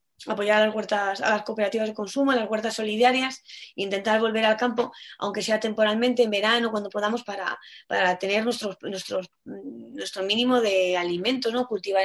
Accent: Madrid, Community of Madrid, Spain; finca ahí en Cáceres, en el norte de Cáceres, y ahí he visto que muchos de mis vecinos aunque soy madrileña

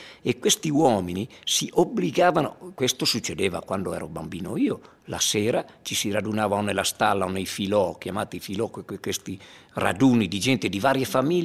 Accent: Erto, Friuli-Venezia Giulia, Italy; Io sono rimasto nel mio paese, a parte che poi questo racconto, tra le righe, non è altro che la storia della mia gente, del mio popolo ertano

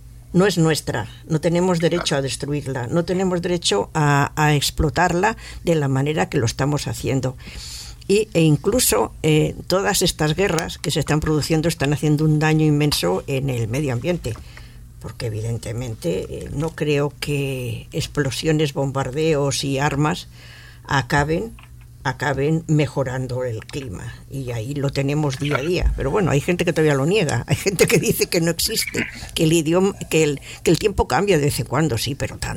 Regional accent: Barcelona, Catalonia, Spain; Yo he nacido en Barcelona, soy catalana.

